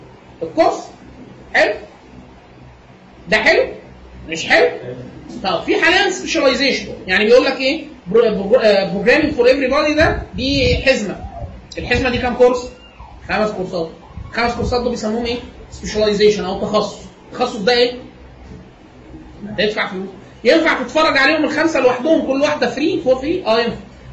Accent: Egypt; انا من مصر وباخد اقل من 5000 دولار في السنه

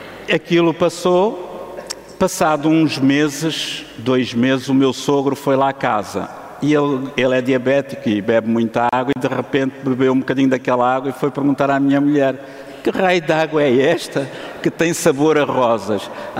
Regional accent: Portugal; trouxe logo 2, como um bom português, da mesma marca

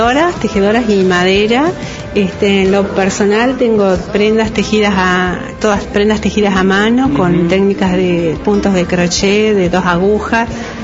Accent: El Cóndor, Río Negro, Argentina; soy del Balneario El Cóndor.

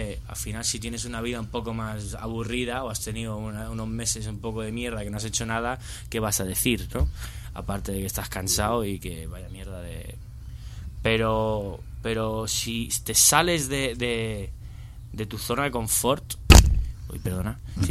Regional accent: Spain; mi madre es inglesa, mi padre es italiano, pero mi padre se crió en Inglaterra, un poco como yo me crié en España

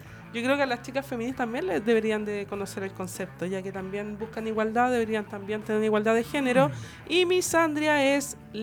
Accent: Graneros, O'Higgins, Chile; ya que soy de Graneros, y con el toque de queda no había locomoción

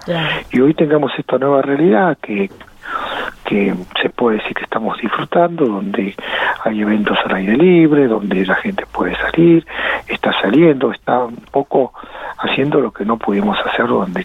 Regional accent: Argentina; somos los argentinos muy de abrazarnos, de tocarnos

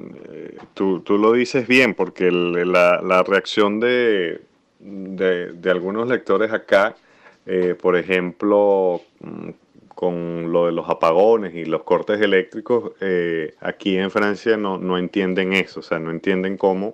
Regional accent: Caracas, Capital District, Venezuela; yo como caraqueño, que viví toda mi vida allá, lo padecí como cualquier persona.

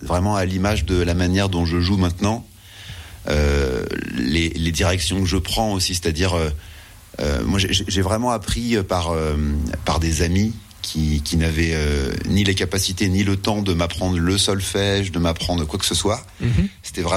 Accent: Saint-Dié, Grand Est, France; Moi je viens de Saint-Dié, donc du coup j'ai pas si souvent ça l'occasion de venir dans les coins de Remiremont.

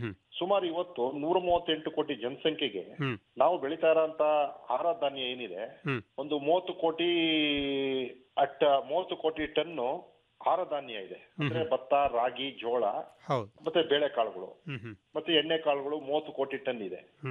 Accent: Satyagala, Karnataka, India; ಸತ್ಯಗಾಲ ಗ್ರಾಮ, ಕೊಳ್ಳೇಗಾಲ ತಾಲೂಕು, ಚಾಮರಾಜನಗರ ಜಿಲ್ಲೆ. ನಾನು ಮೂಲತಃ ಕೃಷಿ ಕುಟುಂಬದಿಂದ ಬಂದಿರೋಂಥದ್ದು.

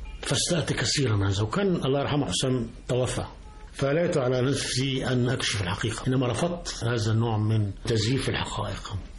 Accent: Cairo, Cairo Governorate, Egypt; من القاهرة.

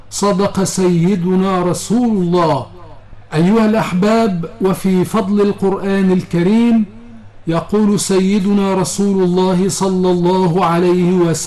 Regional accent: Egypt; إلى بلادنا مصر

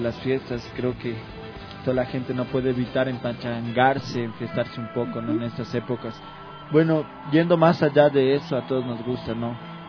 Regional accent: Quito, Pichincha, Ecuador; accent: Quito; Igual en nuestro dialecto nos gusta usar, ¿no? Bastante el hablado quiteño, esa sal quiteña que tenemos acá.

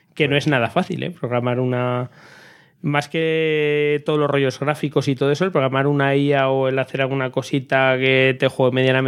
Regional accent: Aragon, Spain; Debe ser que como soy de Aragón

